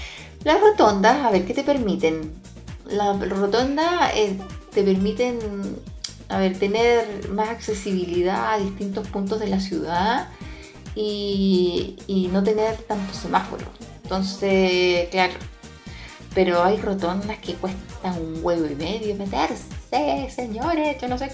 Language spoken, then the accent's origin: Spanish; Chile; Porque los chilenos somos súper apasionados con el himno nacional cuando juega nuestra selección.